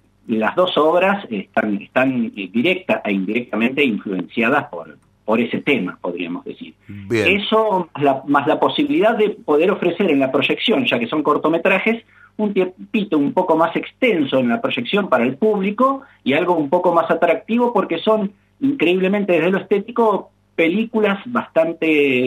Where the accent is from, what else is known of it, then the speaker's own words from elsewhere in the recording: Mar del Plata, Buenos Aires Province, Argentina; nosotros que vivimos permanentemente, la tenemos como paisaje incluido desde que nacemos, los que nos nacimos y criamos en Mar del Plata, esta rara frontera de las dos pampas, la pampa seca y verde y la pampa líquida y azul.